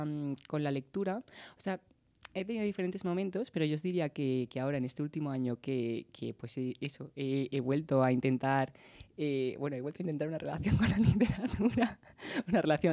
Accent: Madrid, Community of Madrid, Spain; mi familia pues de Canarias, pero yo soy de aquí de Madrid.

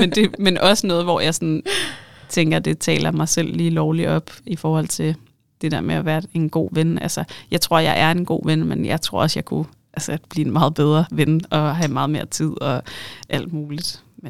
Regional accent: North Denmark Region, Denmark; når jeg siger mand, så mener jeg mig, jeg er jo nordjyde.

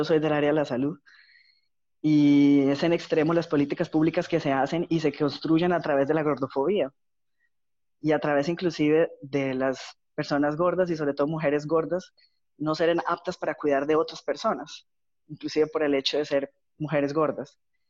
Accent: Colombia; now in Florianópolis, Brazil; yo soy de Colombia, pero vivo en Brasil, ya hace unos 8 años, aquí en Florianópolis.

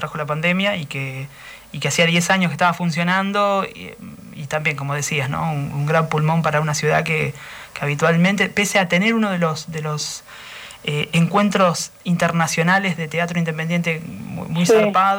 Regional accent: Nueve de Julio, Buenos Aires Province, Argentina; De 9 de julio.

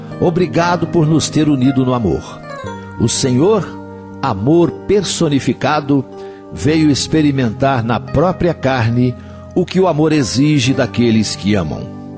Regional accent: Coromandel, Minas Gerais, Brazil; Eu me lembro, quando eu era menino, eu nasci em Coromandel, era uma cidadezinha pequenininha. Devia ter lá o quê? Sei lá, uns 5, 6 mil habitantes na época, né? Não tinha nenhuma rua asfaltada, nem de paralelepípedo, era tudo de terra.

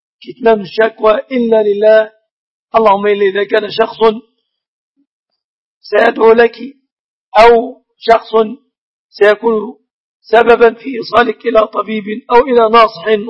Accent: Egypt; الشبكة في بلادنا مصر تعتبر من الصداق لكونهم يتفقون عليها

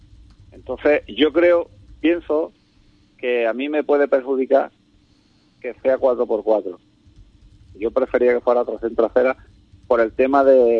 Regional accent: Ubrique, Andalusia, Spain; Sabemos que soy copiloto y aquí corro por disfrutar y por estar con mi gente, mi pueblo y que es lo que nos gusta, digamos, a los competidores de aquí de Ubrique.

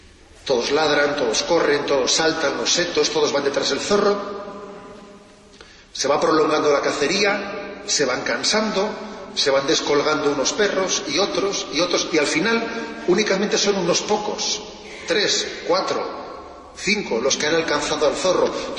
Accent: Basque Country, Spain; y estoy pensando ahora en mi tierra, cuando alguien corta con su tradición, es como un árbol que corta con sus raíces, que se seca. Es verdad, ¿eh? Se habla mucho de ETA como un fenómeno terrorista

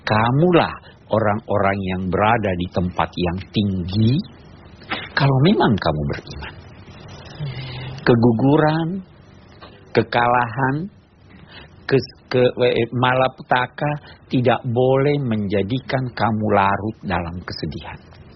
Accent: South Sulawesi, Indonesia; Saya di kampung saya di Sulawesi Selatan ada peribahasa

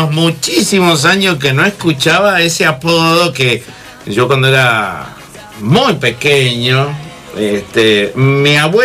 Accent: Buenos Aires, Argentina; now in Mendoza, Argentina; Somos originariamente de Buenos Aires. Un día le voy a contar la anécdota de cómo terminé acá en Mendoza.

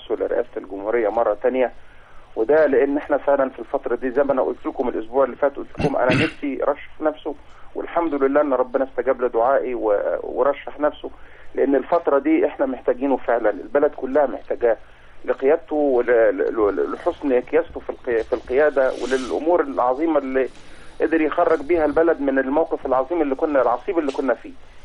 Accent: Alexandria, Alexandria Governorate, Egypt; أنا من إسكندرية

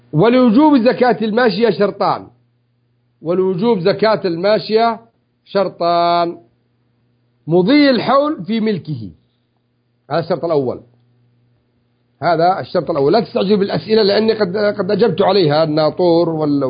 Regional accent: Yemen; الجرين يسموه المجران، عندنا في اليمن يسموه مجران

